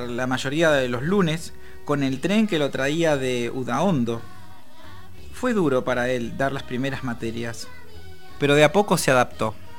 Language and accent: Spanish; La Plata, Buenos Aires Province, Argentina; Yo soy platense y recién a mis 18 años conocí la vieja estación provincial.